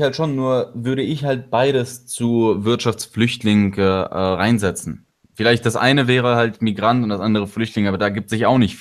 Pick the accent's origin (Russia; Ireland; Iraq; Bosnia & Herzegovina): Russia; now in Germany; Aber ich würde mal kurz zu mir halt sagen, dass ich ja hier nach Deutschland gekommen bin aus Russland